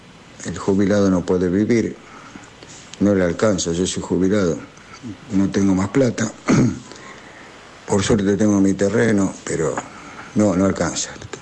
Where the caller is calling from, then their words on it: Solano, Buenos Aires Province, Argentina; de Solano.